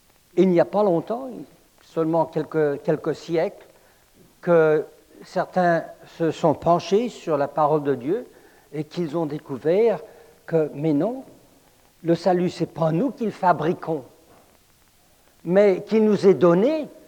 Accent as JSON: {"language": "French", "town": "Paris", "region": "Île-de-France", "country": "France", "tie": "born or raised there", "said": "Je suis né et j'ai grandi à Paris, alors c'est comme ça qu'on parle là-bas."}